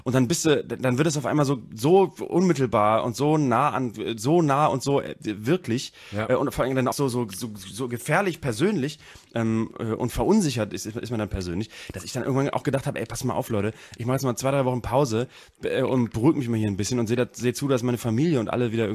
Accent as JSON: {"language": "German", "region": "North Germany", "country": "Germany", "accent": "North German", "said": "Ich finde, mit unserem norddeutschen Dialekt ist"}